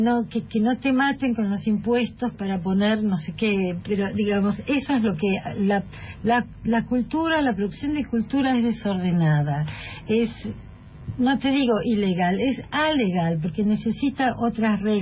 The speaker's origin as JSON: {"language": "Spanish", "country": "Germany", "tie": "born or raised there", "said": "Yo me crié mucho en Alemania y extrañaba mucho, no extrañaba mucho Buenos Aires"}